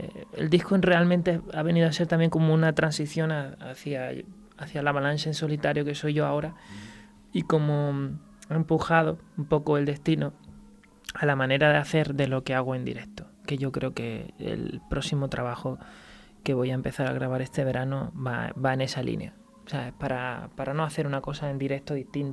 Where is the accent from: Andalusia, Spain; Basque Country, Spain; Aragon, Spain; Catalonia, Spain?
Andalusia, Spain; Málaga; Yo soy de Málaga. Mi madre es francesa, ajá, mi padre es español.